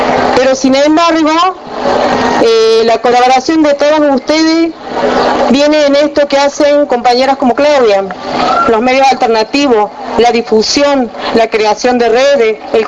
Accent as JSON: {"language": "Spanish", "town": "Tartagal", "region": "Salta", "country": "Argentina", "tie": "born there", "moved": "yes", "lives_now": "Córdoba, Argentina", "said": "Soy salteña de origen. Como les decía, soy salteña de origen, nacida acá cerca, en Tartagal."}